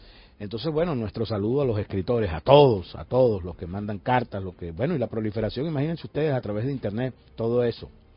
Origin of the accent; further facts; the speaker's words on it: Venezuela; Allá de verdad que uno se siente muy maravillado y orgulloso como venezolano